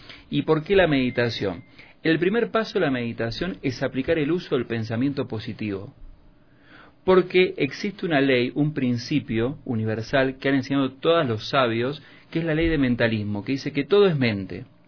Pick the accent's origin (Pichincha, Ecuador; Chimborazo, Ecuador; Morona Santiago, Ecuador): Pichincha, Ecuador; Quito; me subo a un taxi acá en Quito y el taxista me dice, ¿usted no es de aquí? ¿Es turista? Y le digo, no, soy quiteño